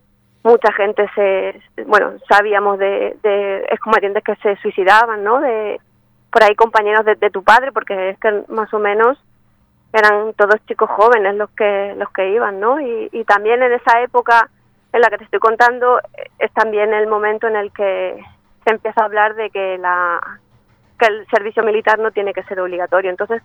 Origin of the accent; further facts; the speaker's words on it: Argentina; moved away as an adult; now in Murcia, Spain; que no se me note con este tono que llevo, soy argentina y vivo aquí hace ya 19 años.